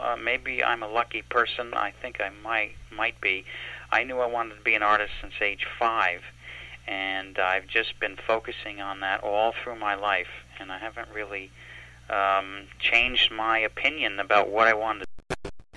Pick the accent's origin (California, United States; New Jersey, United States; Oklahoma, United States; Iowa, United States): New Jersey, United States; now in Poughkeepsie, United States; I'm not from here originally. I'm from New Jersey, but I've been to living in Poughkeepsie for 6 years